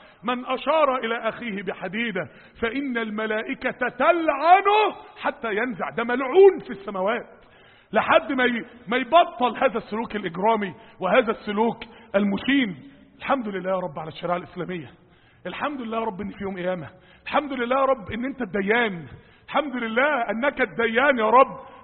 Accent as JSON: {"language": "Arabic", "town": "Mansoura", "region": "Dakahlia", "country": "Egypt", "said": "عندنا في المنصورة"}